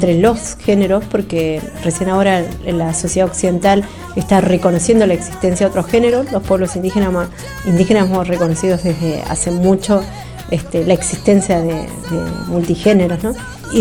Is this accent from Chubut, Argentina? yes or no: yes; Chubut, Argentina; soy de la Nación Mapuche, vengo de la provincia de Chubut, de la comunidad Mapuche Pilian Mahuiza